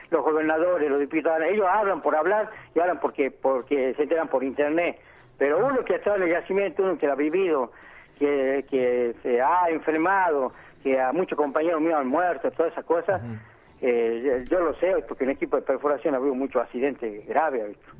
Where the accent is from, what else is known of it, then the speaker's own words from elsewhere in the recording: General Mosconi, Salta, Argentina; yo soy acá del General Mosconi, nacido acá en el campamento Vespucio, donde hace muchísimo año, más de 100 años, se ha descubierto el petróleo acá en la laguna, en Quebrada de Galarza.